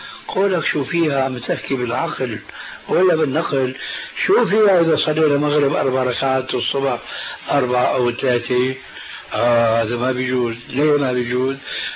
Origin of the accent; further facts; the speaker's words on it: Syria; كما يقولون عندنا في سوريا